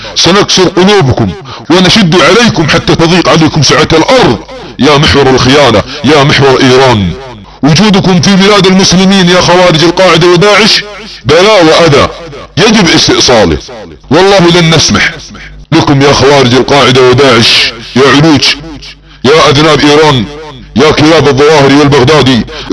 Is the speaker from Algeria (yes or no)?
no; Saudi Arabia; يعتقدون عندما تنشغل بلادنا السعودية في الحروب وعدة جبهات